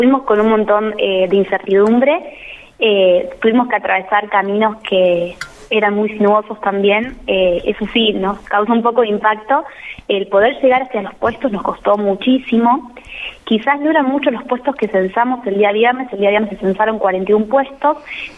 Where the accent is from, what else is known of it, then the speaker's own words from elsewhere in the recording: Argentina; Yo no soy de acá de La Ahumada, soy de Altachiri. Entonces es un paisaje, un lugar completamente diferente al que yo estoy acostumbrada.